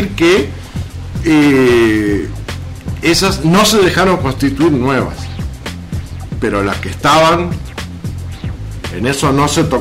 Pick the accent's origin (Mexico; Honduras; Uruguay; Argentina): Uruguay; Hoy tenemos una situación climatérica que nos afecta a todos como uruguayos.